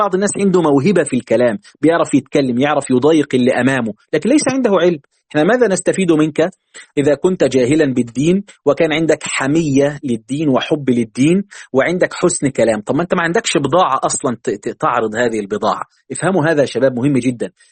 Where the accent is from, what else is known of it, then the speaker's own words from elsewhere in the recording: Egypt; عندنا في مصر